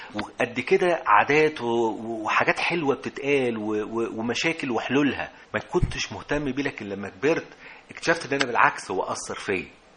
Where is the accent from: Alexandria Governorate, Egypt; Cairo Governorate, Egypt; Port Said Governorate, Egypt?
Alexandria Governorate, Egypt; Alexandria; أنا من اسكندرية، وأنا جامعتي كنت في منتصف الثمانينات،